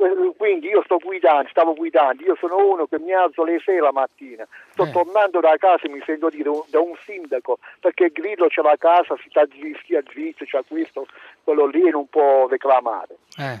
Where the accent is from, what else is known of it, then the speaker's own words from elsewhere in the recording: Bari, Apulia, Italy; sono di Bari, della provincia di Bari